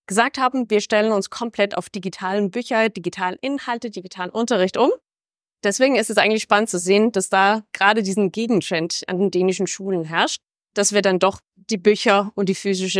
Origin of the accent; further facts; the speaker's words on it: Denmark; Ich bin Dänin, deswegen ergänzen wir uns so gut.